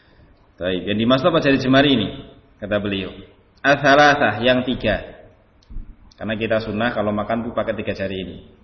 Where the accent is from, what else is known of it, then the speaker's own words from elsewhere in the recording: Java, Indonesia; Anggapan kita orang Jawa mungkin, yang mungkin punya identik dengan kejawaan